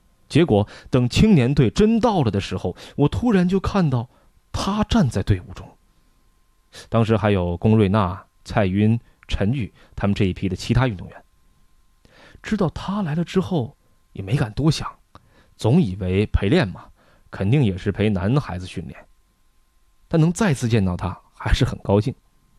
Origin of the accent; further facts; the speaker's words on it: Fujian, China; 我是福建人